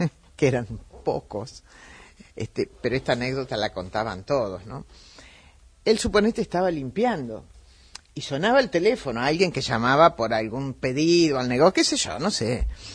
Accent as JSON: {"language": "Spanish", "town": "Curarú", "region": "Buenos Aires", "country": "Argentina", "tie": "born or raised there", "said": "yo soy de un pueblo chico, pero no chico, recontra chico. Tan chico que ya no aparece ni en el mapa. Cerca, en el noroeste de la provincia de Buenos Aires, mi pueblo se llama Curarú, donde yo nací, y estuve ahí hasta los 6 años."}